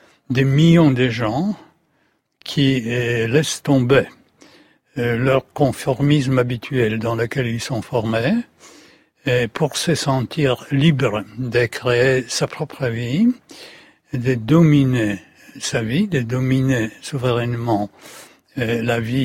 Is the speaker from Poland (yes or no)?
yes; Poland; French is a second language; En tant que Polonais, on doit être raisonnable